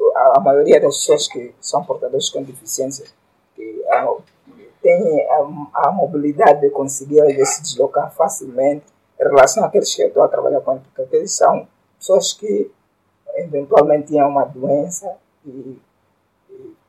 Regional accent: Cazenga, Luanda, Angola; conhecer o Sr. Felisberto foi através de uma palestra que foi do empreendedor, também num Cazenga, sou do Cazenga.

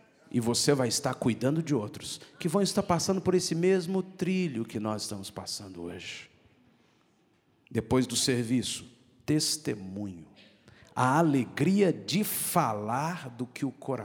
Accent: Belo Horizonte, Minas Gerais, Brazil; Nós somos de Belo Horizonte.

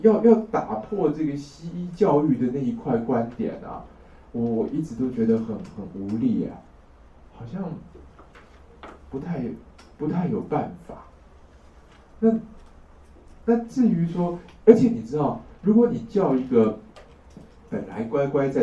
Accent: Taiwan; 那现在我们台湾人啊，肾坏掉是钾离子造成的

